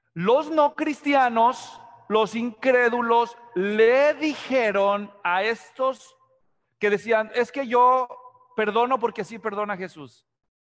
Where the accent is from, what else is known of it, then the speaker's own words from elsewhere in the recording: Mexico; Yo nací y crecí en México. Y si tienen un talento los mexicanos, es para encontrarte sobrenombres.